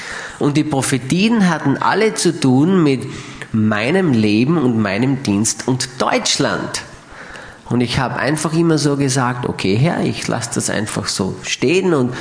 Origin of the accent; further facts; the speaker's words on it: Austria; ich fühle mich so richtig, wie man bei uns in Österreich schon so schön sagt, ich fühle mich so richtig sauwohl bei euch.